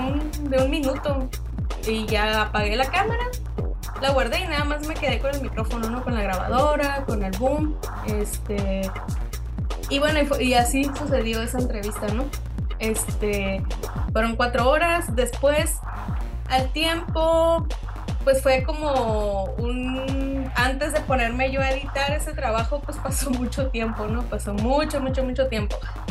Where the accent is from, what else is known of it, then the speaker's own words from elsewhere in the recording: Isla de Cedros, Baja California, Mexico; born there; en los años 50 en Isla de Cedros, ¿no?, que es el lugar donde yo nací y de donde es mi familia materna.